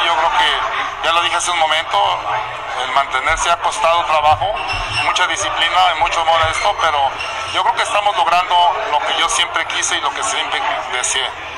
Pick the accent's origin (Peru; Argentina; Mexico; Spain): Mexico; Guadalajara, Jalisco; Yo soy de Jalisco, ahora sí dice la canción, soy de Jalisco, soy de Guadalajara.